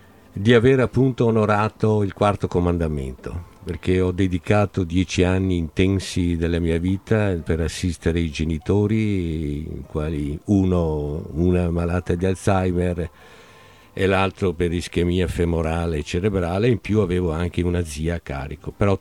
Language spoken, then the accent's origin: Italian; Veneto, Italy; also born or lived in Padua; io sono veneto patocco, questo qua, perché sono nato a Padova per un giorno e dopo il giorno successivo ero già nel Cadore.